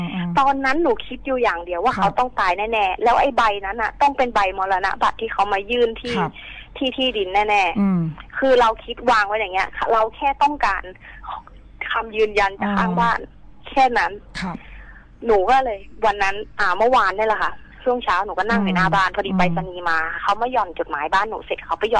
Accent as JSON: {"language": "Thai", "region": "Lampang", "country": "Thailand", "said": "หนูอะเพิ่งกลับมาจากลำปางที่บ้านหนู"}